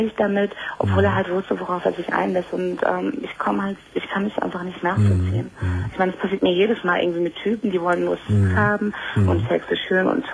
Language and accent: German; Croatia; Ich war halt ein Kroate